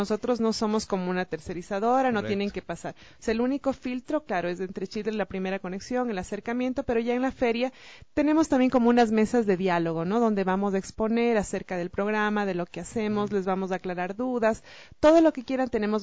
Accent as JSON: {"language": "Spanish", "country": "Ecuador", "said": "nos encanta comer como buenos ecuatorianos que somos."}